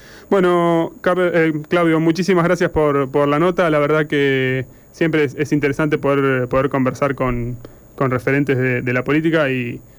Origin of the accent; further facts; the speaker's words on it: Buenos Aires, Argentina; somos todos en las radios de Zona Oeste y somos todos de Zona Oeste